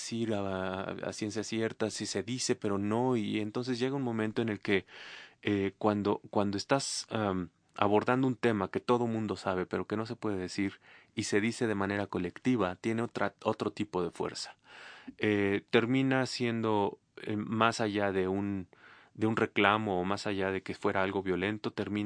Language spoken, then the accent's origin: Spanish; Bolivia; moved away; Yo soy boliviano y no estoy en Bolivia.